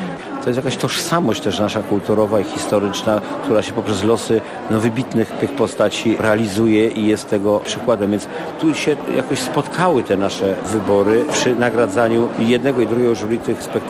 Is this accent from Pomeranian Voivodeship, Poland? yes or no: no; Legnica, Lower Silesian Voivodeship, Poland; Ja się wychowałem przy ich koszarach i ja mówię po prostu tylko prawdę.